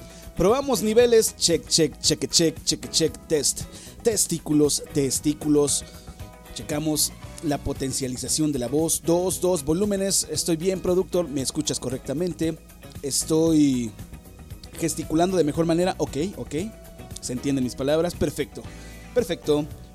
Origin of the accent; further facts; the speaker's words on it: Mexico City, Mexico; Somos del DF, casi casi una deidad.